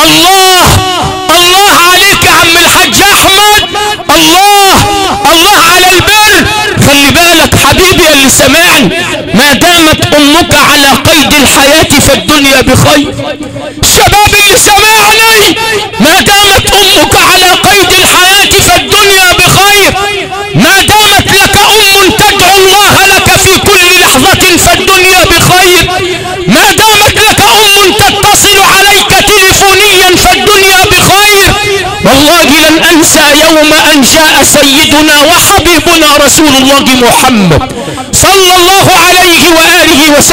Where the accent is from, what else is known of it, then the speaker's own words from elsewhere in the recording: Sharqia Governorate, Egypt; أنا ابن الشرقية،